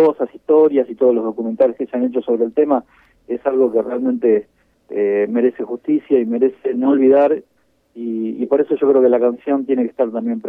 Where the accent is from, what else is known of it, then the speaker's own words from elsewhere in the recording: Pinamar, Buenos Aires Province, Argentina; No, yo estoy desde el año 82 en Pinamar, nací en Capital Federal, pero ya hace muchos años que estoy por aquí.